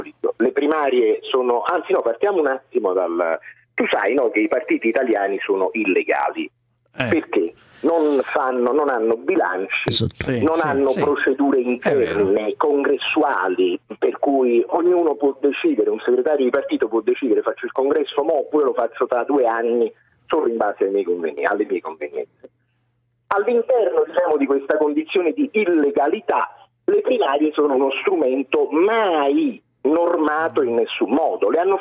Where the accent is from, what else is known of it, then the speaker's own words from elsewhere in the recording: Naples, Campania, Italy; Io sono napoletano